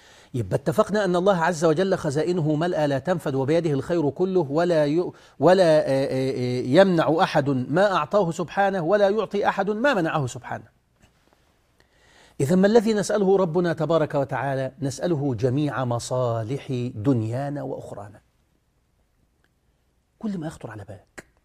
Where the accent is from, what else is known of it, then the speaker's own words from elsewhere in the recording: Egypt; اصل الناس اتعودت عندنا في مصر كده